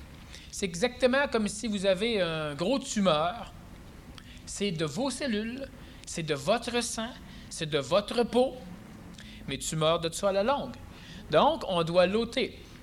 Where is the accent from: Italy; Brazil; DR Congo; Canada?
Canada; Quebec; C'est vrai, on est des Québécois quand même.